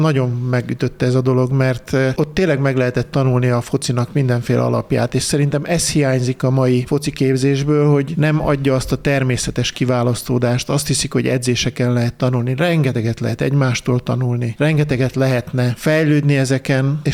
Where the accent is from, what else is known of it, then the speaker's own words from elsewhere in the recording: Hódmezővásárhely, Csongrád-Csanád, Hungary; én Hódmezővásárhelyen nőttem föl, és egy ilyen körbezárt ketrecben tanultam meg focizni.